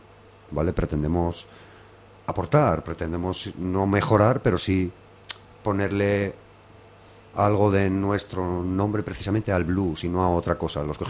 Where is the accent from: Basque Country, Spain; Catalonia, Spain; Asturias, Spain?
Asturias, Spain; Gijón; Somos buena gente, ¿eh? Somos blancos, somos de Cimavía y de La Calzada, pero somos buena gente.